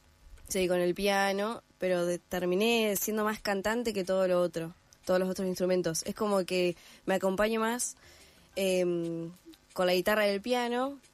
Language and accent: Spanish; Gualeguaychú, Entre Ríos, Argentina; yo soy de Entre Ríos, de Gualeguaychú, y no hay profesores de violín acá.